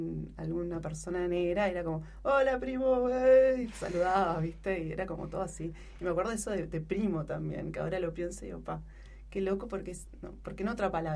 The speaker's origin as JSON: {"language": "Spanish", "country": "Uruguay", "lives_now": "Chile", "said": "hasta que no retorné a Uruguay y empecé a transitar como uruguaya en mi tierra, como uruguaya retornada"}